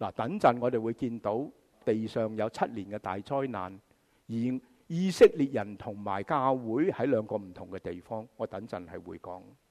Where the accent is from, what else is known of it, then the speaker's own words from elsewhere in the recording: China; 我们中国人就会说是貔貅